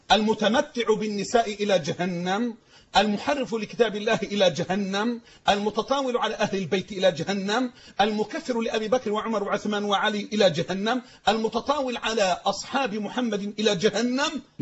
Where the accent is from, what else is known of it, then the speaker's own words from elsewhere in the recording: Egypt; عندنا في مصر